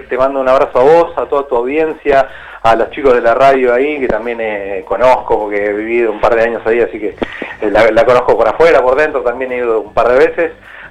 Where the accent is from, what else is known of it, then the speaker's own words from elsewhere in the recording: Luján, Buenos Aires Province, Argentina; yo soy de Luján, provincia, sí, de Buenos Aires